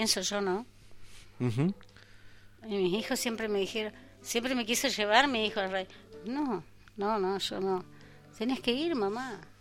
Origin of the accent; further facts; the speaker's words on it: Machín Ahogado, Río Negro, Argentina; born there; representé Machín Ahogado, yo soy nacida en Machín Ahogado.